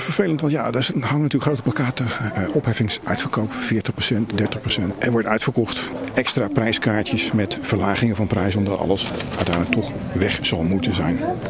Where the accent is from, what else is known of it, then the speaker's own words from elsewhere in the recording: Barendrecht, South Holland, Netherlands; want ik kom uit Barendrecht